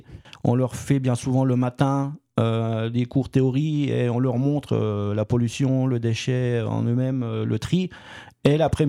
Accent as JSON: {"language": "French", "town": "Jarville", "region": "Grand Est", "country": "France", "said": "je parle de Jarville parce que je suis de Jarville"}